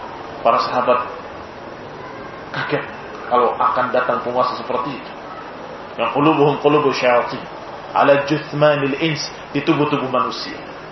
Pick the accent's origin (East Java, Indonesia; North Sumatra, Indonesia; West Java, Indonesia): West Java, Indonesia; Cirebon; Saya masih ingat dulu, di daerah saya di Cirebon, didatangi dua orang yang mengajak untuk hijrah ke Lampung.